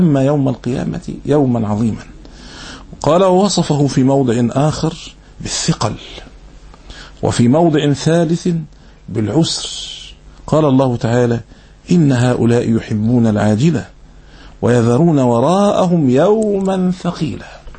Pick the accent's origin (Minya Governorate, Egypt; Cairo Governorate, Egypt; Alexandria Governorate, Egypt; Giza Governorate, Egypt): Alexandria Governorate, Egypt; Alexandria; هذه عندنا في الإسكندرية